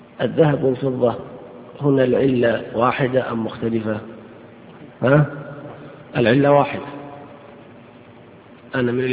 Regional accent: Saudi Arabia; عندنا في السعودية قرروا أن كل عملة تعتبر جنسا مستقلا

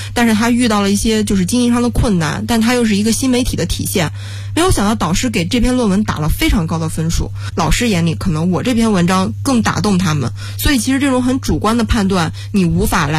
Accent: China; 所以我们中国人讲究味道嘛，那边就很淡，所以你肯定到那就吃不惯。

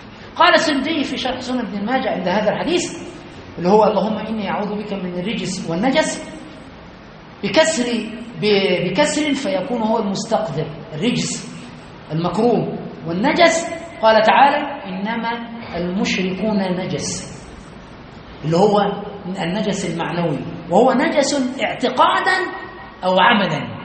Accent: Egypt; كما يقال عندنا في مصر الكوكتيل

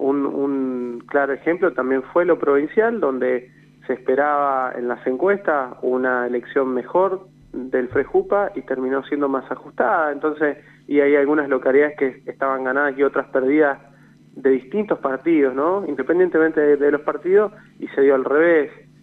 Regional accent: Argentina; esto que hoy estamos padeciendo todos como argentinos

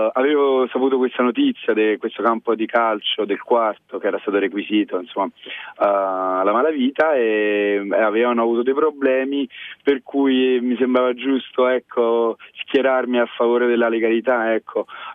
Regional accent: Naples, Campania, Italy; io sono napoletano e tengo molto la mia città

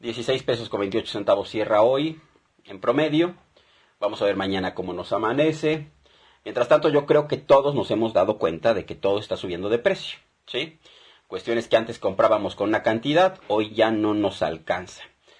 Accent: Mexico; lo que estamos haciendo como mexicanos, como ciudadanos mexicanos.

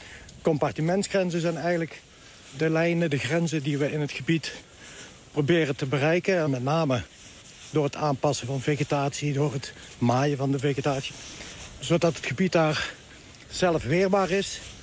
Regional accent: North Brabant, Netherlands; Ja, het is mijn geboortegrond. Hier ben ik ook opgegroeid

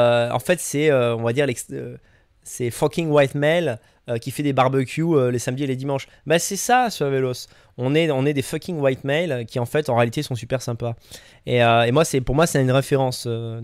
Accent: Grenoble, Auvergne-Rhône-Alpes, France; born there; Non, je suis né à Grenoble, hein, mais je veux dire, moins 30, faut aimer.

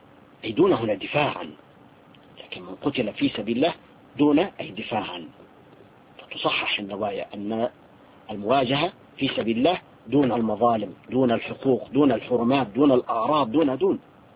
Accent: Syria; نحن عندنا في سوريا

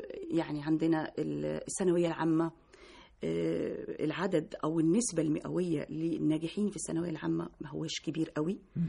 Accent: Oran, Oran Province, Algeria; born there; مواليد وهران الباهية. يعني اللي هي اسكندرية عندنا في مصر هنا.

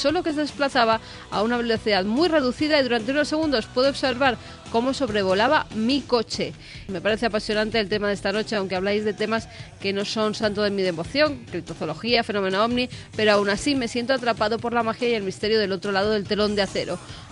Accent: Canary Islands, Spain; de Cielo Milenarios … soy de Gran Canaria.

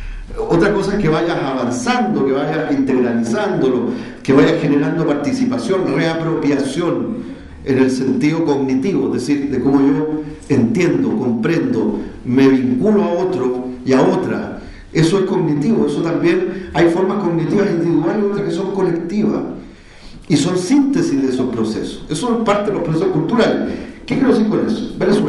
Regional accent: Chile

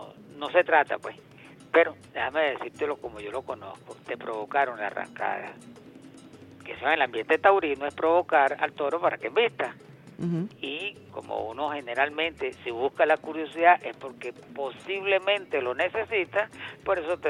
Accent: Venezuela; defendernos nosotros como venezolanos que somos.

